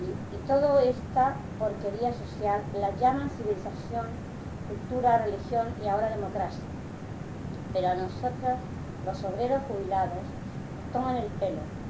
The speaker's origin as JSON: {"language": "Spanish", "town": "Palma", "region": "Balearic Islands", "country": "Spain", "tie": "born or raised there", "also_born_or_lived": "Inca", "said": "Soy un obrero yesero ya jubilado. Estoy sobre los 80 años de edad. Soy mallorquín, nacido en el pueblo de Inca. Pero desde niño estoy residiendo en Palma."}